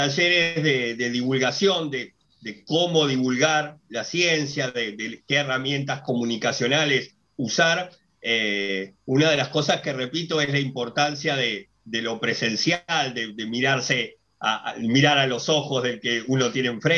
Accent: Argentina; se decretó la cuarentena obligatoria en mi país, en Argentina

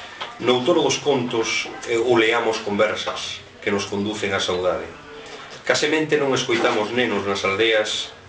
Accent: Allariz, Galicia, Spain; eu son de Allariz, xa comentaste, iso é inevitable. Mas tamén teño unha parte familiar na Limia, en concreto na Pereira, Concello de Regui de Veiga.

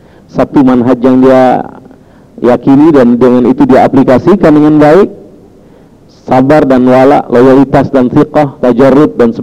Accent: Jakarta, Indonesia; born there; Lahir di Jakarta tanggal 3 Juli 53. Alamat sekarang Islamic Center Iqra

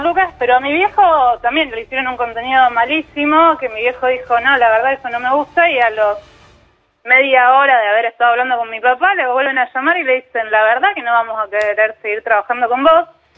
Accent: Rosario, Santa Fe, Argentina; que yo soy de Rosario

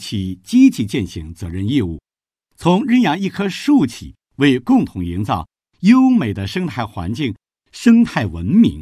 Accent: Beijing, China; 作为中国人，我特别自豪和骄傲，作为北京人，我特别的幸福。

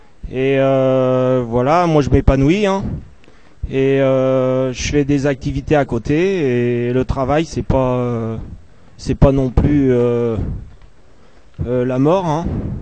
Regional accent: Nantes, Pays de la Loire, France; Je suis pas de Paris, je suis de Nantes, enfin à côté de Nantes. Je vis dans une petite commune de 3000 habitants.

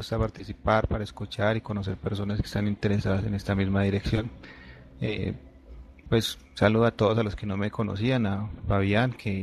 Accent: Medellín, Antioquia, Colombia; soy de Medellín, soy ilustrador

